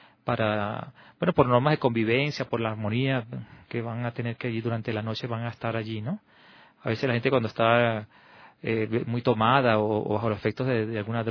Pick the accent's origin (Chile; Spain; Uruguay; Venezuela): Venezuela; now in Quito, Ecuador; Yo soy venezolano, ya, pero vengo en este momento de una misión que estaba realizando en el Perú, en el norte del Perú. Y ahora, por mi superior, he sido también designado a apoyar acá en el albergue San Juan de Dios, aquí en Quito.